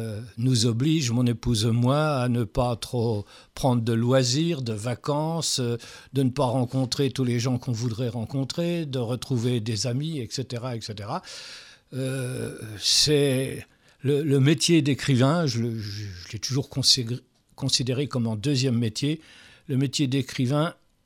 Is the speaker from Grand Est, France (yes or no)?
yes; Nancy, Grand Est, France; Je suis né à Nancy en 1945 d'un père vosgien et enseignant et d'une mère franc-comtoise et mère au foyer, ancienne ouvrière. Donc une famille à la fois de paysans du côté paternel et ouvrière du côté maternel.